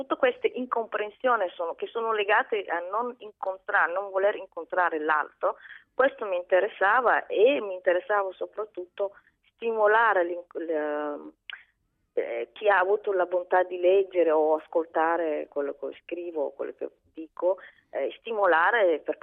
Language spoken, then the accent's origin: Italian; Mogadishu, Banaadir, Somalia; la città di Mogadiscio, la mia città natale, che era una città multidimensione